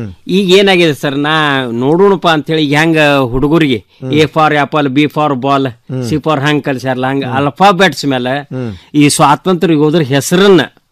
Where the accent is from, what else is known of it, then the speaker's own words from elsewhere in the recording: Kausalge, Karnataka, India; ನಮ್ಮ ಊರಂತೆ ಕೌಸಲ್ಗೆ ಅಂತ ಊರದ ಸರ್.